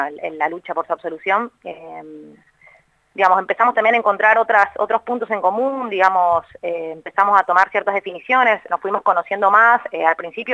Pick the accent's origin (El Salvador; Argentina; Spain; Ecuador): Argentina; Buenos Aires; soy de Capital, milito en la Asamblea hace un poco más de un año